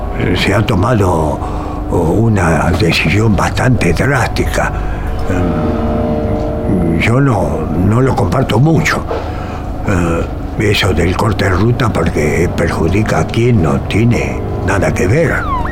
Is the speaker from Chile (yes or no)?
no; Allen, Río Negro, Argentina; born there; Yo nací en Allen, prácticamente al pie de la ruta 22. Me dedico a la fruticultura desde hace 66 años.